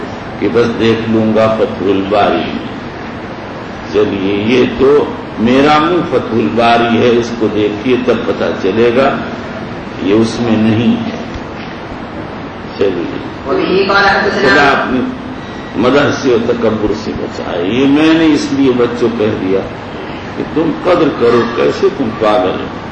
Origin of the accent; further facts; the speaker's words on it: Bihar, India; بہرحال میں بہار کا رہنے والا ہوں, میری اردو بھی ماشاءاللہ ہے